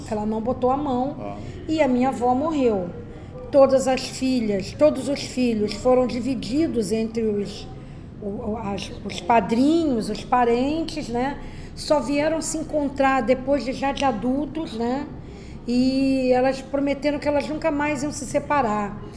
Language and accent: Portuguese; Rio de Janeiro, Brazil; Então, eu sou portelense, porque todas nós fomos criadas ali na Portela.